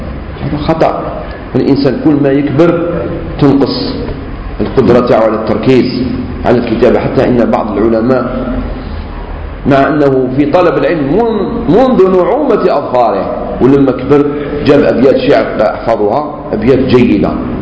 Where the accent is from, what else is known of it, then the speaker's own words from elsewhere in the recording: Algeria; انتم منين؟ احنا من الجزائر.